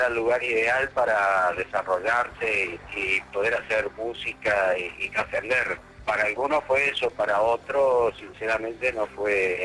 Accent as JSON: {"language": "Spanish", "country": "Uruguay", "also_born_or_lived": "Switzerland", "said": "estuve en el medio de Europa, en Suiza, durante 5 años y me di cuenta que en Suiza yo miraba el paisaje y en mi país, en Uruguay, con el mate y el termo bajo el brazo, yo era parte del paisaje"}